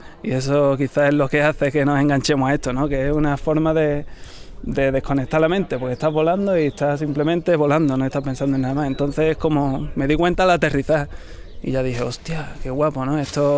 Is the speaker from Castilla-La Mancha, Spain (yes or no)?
no; Ronda, Andalusia, Spain; De Ronda, yo soy rondeño.